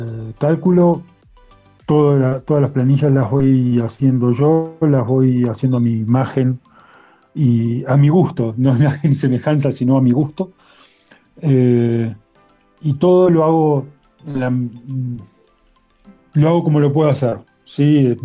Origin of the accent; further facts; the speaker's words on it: Argentina; now in Cusco, Peru; No, soy argentino. Aunque vivo en Perú, vivo en Cusco.